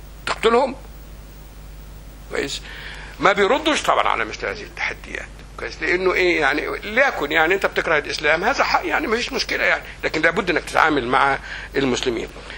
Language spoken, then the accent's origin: Arabic; Egypt; الإخوان حاجة كبيرة قوي كانت في مصر، الشعبة في حافة مغرب بالك ليها قريتي